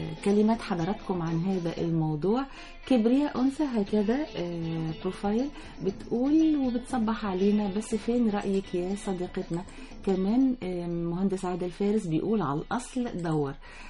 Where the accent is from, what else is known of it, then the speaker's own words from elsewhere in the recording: Upper Egypt, Egypt; عندنا في الصعيد ما زالت وللأسف بتسيطر علينا فكرة العائلات،